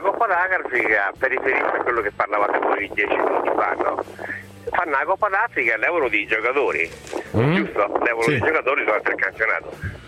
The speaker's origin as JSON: {"language": "Italian", "town": "Rome", "region": "Lazio", "country": "Italy", "moved": "yes", "lives_now": "Sanremo, Italy", "said": "parlo di Sanremo. Sono romano, trasferito da 43 anni a Sanremo"}